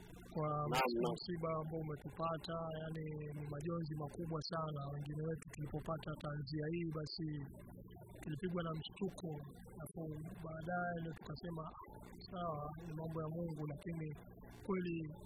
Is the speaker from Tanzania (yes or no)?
no; Mombasa, Mombasa County, Kenya; born there; maanake mi nakumbuka nikiwa, kwa sababu tumezaliwa huko huko Mombasa, nilikuwa nasikia kuna bendi fulani